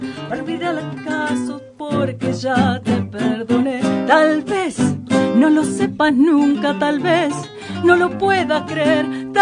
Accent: Buenos Aires, Argentina; Bueno, nosotros somos de Capital.

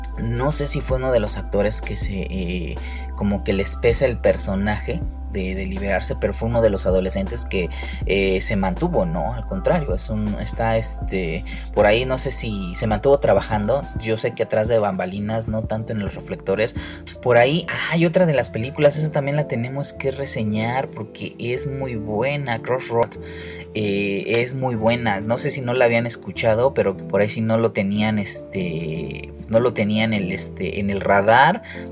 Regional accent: Mexico; como nosotros como mexicanos, se nos olvida bastante que brilló

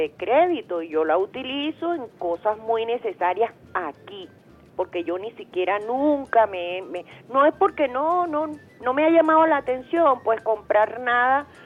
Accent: Venezuela; Yo digo, como venezolanos, ¿hasta cuándo, Dios mío, vamos a estar en esto?

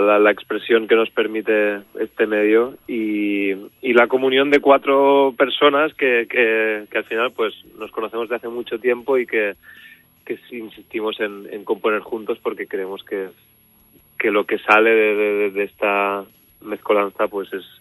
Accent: Ibiza, Balearic Islands, Spain; Yo somos los tres de Ibiza y nos conocemos de toda la vida

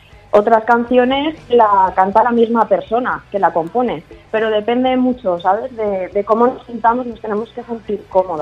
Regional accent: Castellón, Valencian Community, Spain; Nosotras somos de Castellón y bueno, pues nos gusta tocar música

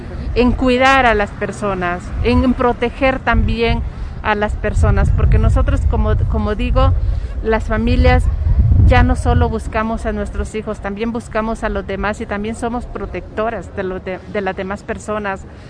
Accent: Honduras; moved away as an adult; now in Mexico; yo soy una madre hondureña que llegué a este país desde el año 2012.

